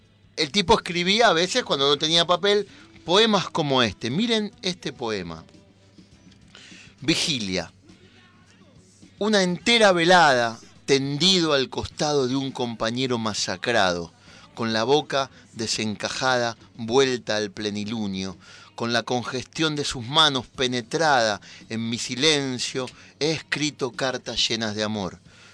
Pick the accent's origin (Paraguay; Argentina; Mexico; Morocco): Paraguay; Porque yo soy paraguayo